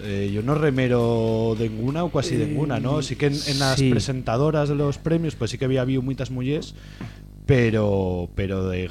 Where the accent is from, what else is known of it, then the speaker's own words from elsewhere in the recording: Aragon, Spain; born there; Yo nací en los Monegros.